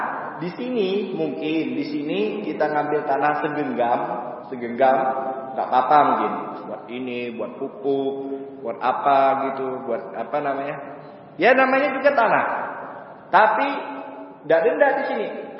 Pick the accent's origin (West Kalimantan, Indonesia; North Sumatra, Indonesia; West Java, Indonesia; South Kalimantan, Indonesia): West Kalimantan, Indonesia; Pontianak; Kalau di Pontianak, saya dari Pontianak